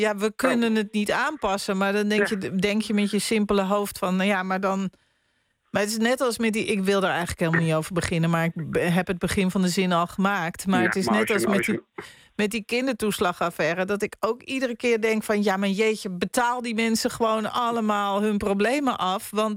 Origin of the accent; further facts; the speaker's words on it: North Holland, Netherlands; want ik ben opgegroeid aan de Zaan.